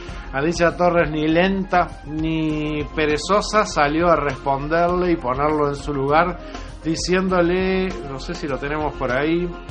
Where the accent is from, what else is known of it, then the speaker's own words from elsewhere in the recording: Uruguay; me traiciona a mí como uruguayo